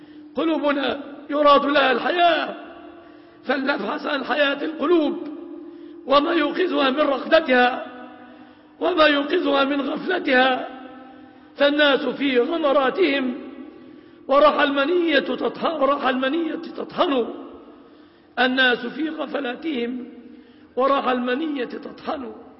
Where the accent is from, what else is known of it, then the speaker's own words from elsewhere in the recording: Egypt; اللهم احفظ بلادنا مصر آمنة مطمئنة